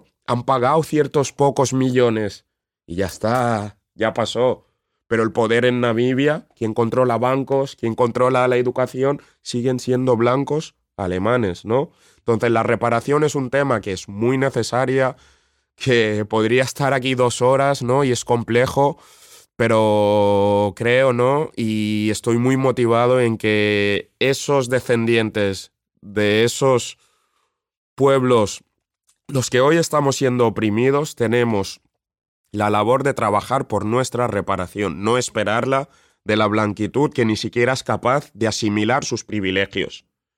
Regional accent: Spain; no puede ser que yo, siendo español

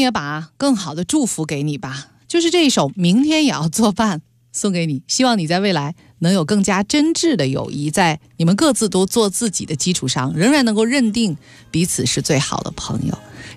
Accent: Beijing, China; accent: Beijing; 你是吃了枪药吗？用我们北京话说。

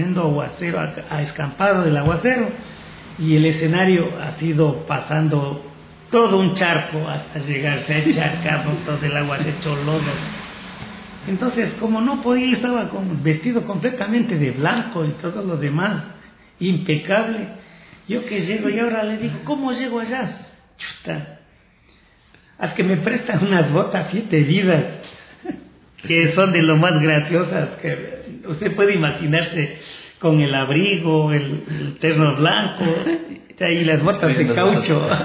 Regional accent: Cayambe, Pichincha, Ecuador; seguir acrecentando el erario de canciones para mi país, para mi tierra, para Cayambe

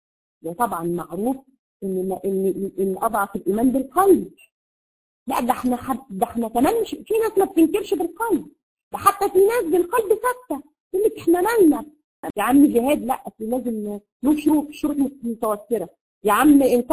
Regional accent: Egypt; زي ما بيقولوا عندنا في مصر كده الممنوعات

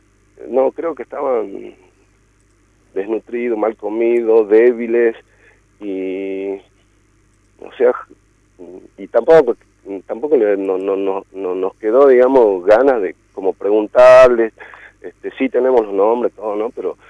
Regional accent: Jujuy, Argentina; yo nací acá en Jujuy, pero ya es parte de los valles, en la infancia tuve eso

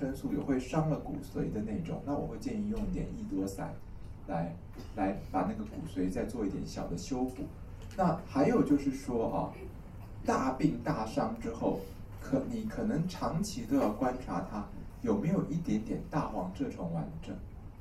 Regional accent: Taiwan; 我们台湾人说的忧郁症就是什么事都不想做，只想在家里面待在里面睡觉

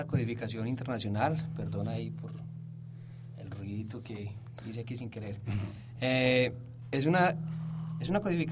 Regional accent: Antioquia, Colombia; saben que soy de Colombia, saben que soy de Antioquia.

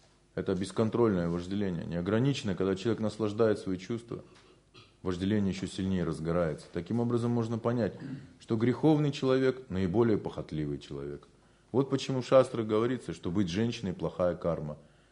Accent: Siberia, Russia; А мы, поскольку выросли в Сибири

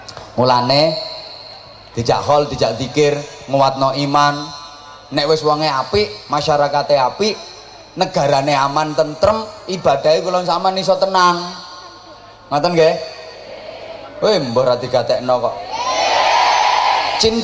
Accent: Indonesia; born or raised there

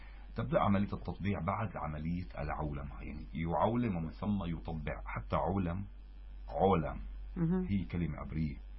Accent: Syria; كما حصل عندنا في سوريا، معروف تاريخيا.

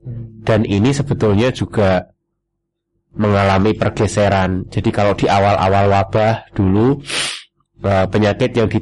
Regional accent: Rembang, Central Java, Indonesia; now in Yogyakarta, Indonesia; Aslinya saya dari Rembang, Jawa Tengah.

